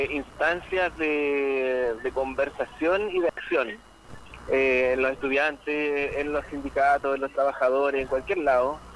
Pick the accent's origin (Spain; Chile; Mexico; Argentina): Chile; nosotros que hemos sido también violentados como chilenos y chilenas, sabemos de eso